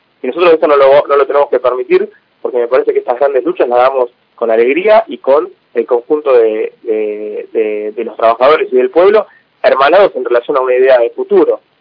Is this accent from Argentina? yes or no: yes; Argentina; muchos de nosotros como argentinos queremos, digamos, yo me considero hijo del 2001, era muy chico del 2001 y teníamos ese país